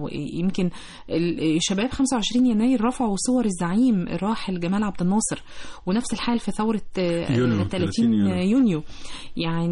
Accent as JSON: {"language": "Arabic", "country": "Egypt", "said": "حاجة كلنا كمصريين ملاحظينها"}